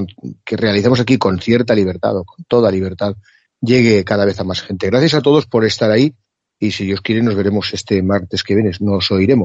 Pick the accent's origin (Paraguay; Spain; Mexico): Spain